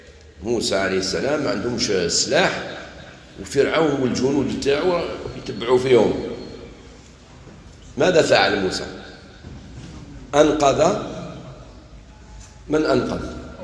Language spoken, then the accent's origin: Arabic; Algeria; قال لي انت منين؟ قلت له انا من الجزائر